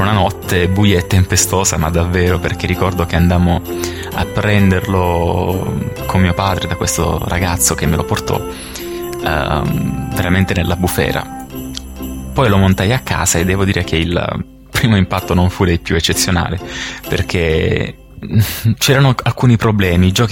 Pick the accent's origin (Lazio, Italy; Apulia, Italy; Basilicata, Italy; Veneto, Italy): Basilicata, Italy; Io sono della Basilicata, dalle mie parti non c'era possibilità di acquistare alcun computer, a dire vero, nel mio piccolo paese, e in Basilicata c'erano sempre dei ritardi incredibili